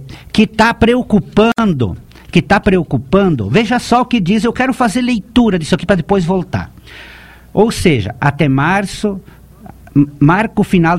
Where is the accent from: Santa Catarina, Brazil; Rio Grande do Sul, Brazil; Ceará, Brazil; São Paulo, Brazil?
Santa Catarina, Brazil; Chapecó; eu nasci em Chapecó, eu continuo morando na mesma propriedade onde eu nasci.